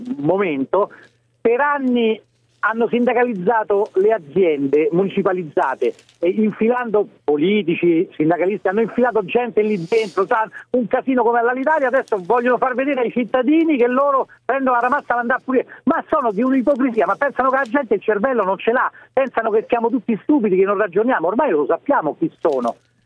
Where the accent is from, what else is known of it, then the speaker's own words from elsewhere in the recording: Rome, Lazio, Italy; Io lavoro a Piacenza da 15 anni, ma sono romano, ho la famiglia ancora a Roma.